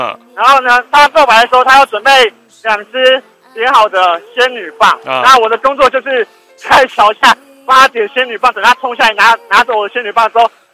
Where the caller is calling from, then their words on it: New Taipei, Taiwan; 我想说要凑个新北的，我就从新北打电话过来了。